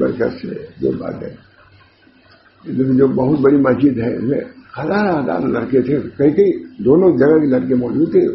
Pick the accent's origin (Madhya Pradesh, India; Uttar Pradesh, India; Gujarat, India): Uttar Pradesh, India; Allahabad; میں الہ آباد کا ہوں